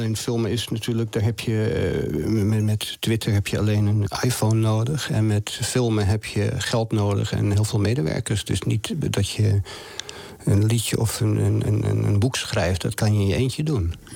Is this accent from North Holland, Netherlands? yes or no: yes; Amsterdam, North Holland, Netherlands; born there; ik kom zelf uit arbeidersmilieu, zeg maar. Ik ben geboren in de Jordaan toen het nog een arbeiderswijk was.